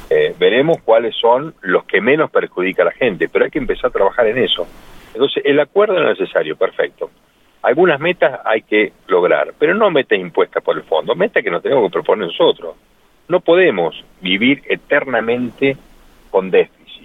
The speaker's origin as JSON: {"language": "Spanish", "country": "Argentina", "said": "Son las metas que nosotros nos tenemos que proponer como argentinos."}